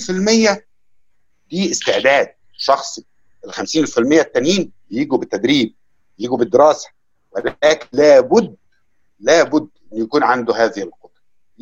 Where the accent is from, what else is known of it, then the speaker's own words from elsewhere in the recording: Egypt; انا بالنسبه لي كمصري من وانا صغير بسمع اذاعه صوت العرب